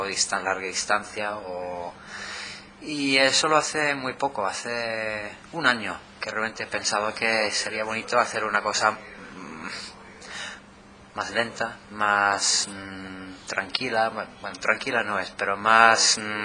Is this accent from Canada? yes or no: yes; Canada; now in Málaga, Spain; yo vivo en Málaga, soy canadiense de origen. Y bueno, ahora Málaga, 8 años en Málaga.